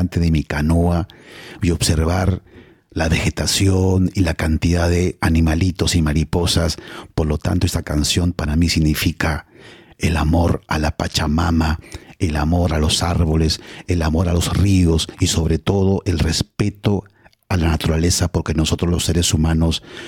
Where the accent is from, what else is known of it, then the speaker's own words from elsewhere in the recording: Lima, Peru; yo soy de Perú y a pesar que nací en Lima, frente al Océano Pacífico, me encanta el Amazonas y he viajado muchas veces a la Amazonía peruana